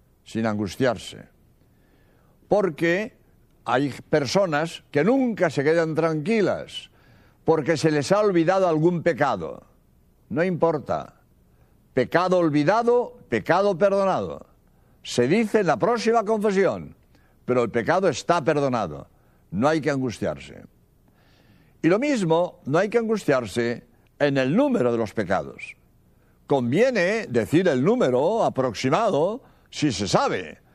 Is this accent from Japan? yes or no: no; Spain; soy jesuita español